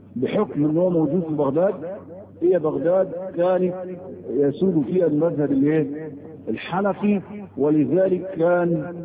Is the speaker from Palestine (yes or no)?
no; Egypt; زي عندنا في مصر في القضايا الشرعيه كلها